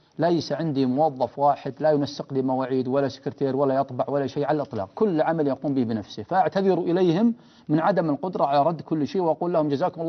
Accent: Riyadh, Riyadh Province, Saudi Arabia; مقارنة بالصف والصفين اللي عندنا في الرياض مثلا،

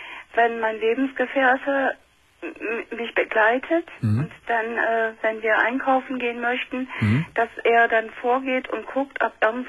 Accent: Düsseldorf, North Rhine-Westphalia, Germany; Ich bin in Düsseldorf aufgewachsen.

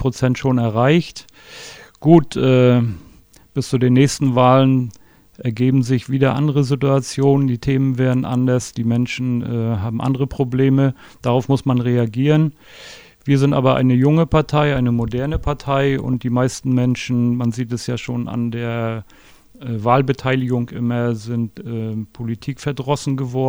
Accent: Stralsund, Mecklenburg-Vorpommern, Germany; Ich bin in Stralsund geboren und lebe auch seitdem dort

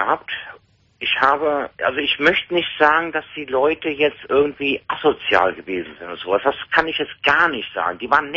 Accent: Cologne, North Rhine-Westphalia, Germany; ich komme aus Köln.

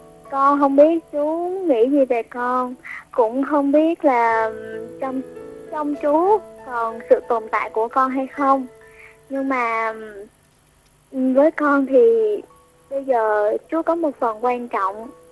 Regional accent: Thanh Hoa, Vietnam; now in Bình Dương, Vietnam; Em quê ở Thanh Hóa.

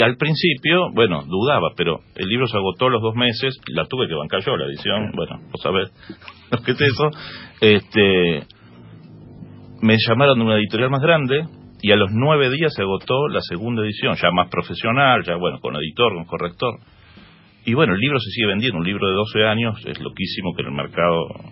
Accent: Buenos Aires, Argentina; Más, soy de Flores Norte. Pero Villa Santa Rita.

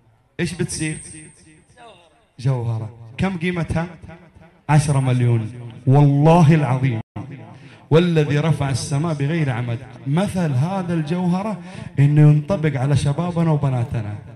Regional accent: Jeddah, Makkah Province, Saudi Arabia; قبل تقريبا سنتين كان عندنا في جدة لقاء مثل هذا اللقاء

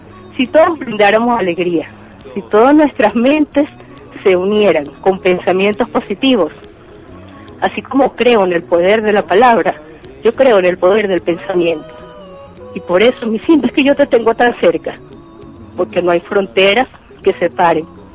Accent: Venezuela; Aquí en mi país comienza la Navidad, yo me atrevería a decir, desde el mes de septiembre, el mes de mi cumpleaños.

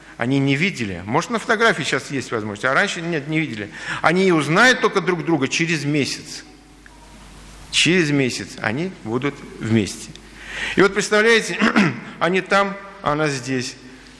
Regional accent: Baku, Azerbaijan; когда я жил в детстве на Кавказе, в Азербайджане, в Баку

